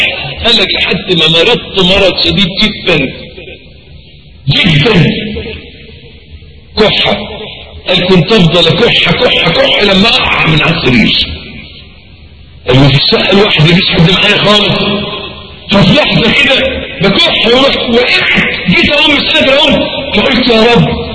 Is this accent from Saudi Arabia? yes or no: no; Egypt; عندنا في مصر معلش تلاقي راجل ميكانيكي